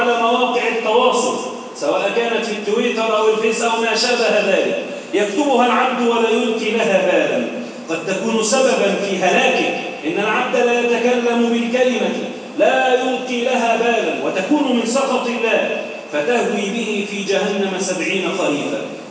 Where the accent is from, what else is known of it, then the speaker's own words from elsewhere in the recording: Egypt; اللهم احفظ بلدنا مصر وسائر بلاد